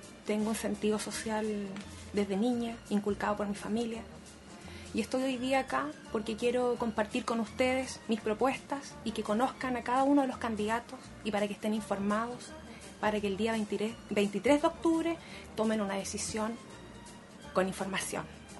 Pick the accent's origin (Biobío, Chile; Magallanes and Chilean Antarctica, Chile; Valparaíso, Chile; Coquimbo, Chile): Biobío, Chile; Concepción; Soy de Concepción, de profesión ingeniera civil en informática, magíster en educación, madre de un hijo universitario que estudia odontología, esposa, hija.